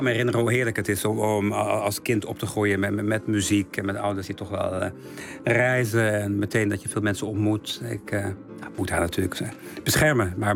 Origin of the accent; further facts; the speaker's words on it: het Stift, Overijssel, Netherlands; Gewoon als het Stift, dat prachtige dorpje in Twente waar ik ben opgegroeid.